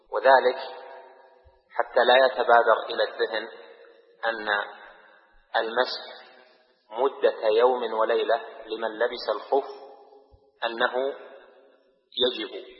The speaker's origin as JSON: {"language": "Arabic", "town": "Riyadh", "region": "Riyadh Province", "country": "Saudi Arabia", "said": "يعني مثلا أنا من أهل الرياض، هذه وطني"}